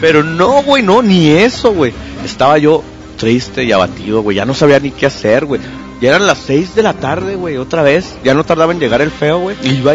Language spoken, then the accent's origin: Spanish; Mexico; Como soy mexicano, güey, revolví la casa de atrás para adelante